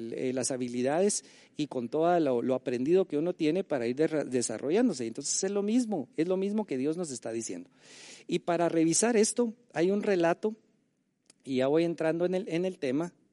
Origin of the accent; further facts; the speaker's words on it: Guatemala; Como guatemaltecos, nosotros funcionamos en principio bajo la Constitución de Guatemala